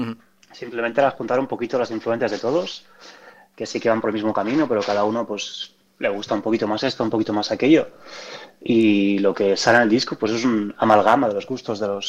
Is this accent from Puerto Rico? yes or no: no; Barcelona, Catalonia, Spain; Sí, exacto, yo soy nacido y criado en Barcelona.